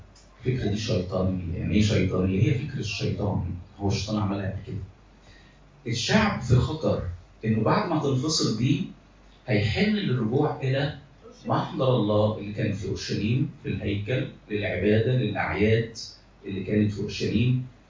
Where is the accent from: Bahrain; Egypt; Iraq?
Egypt; مصريين، احنا مصريين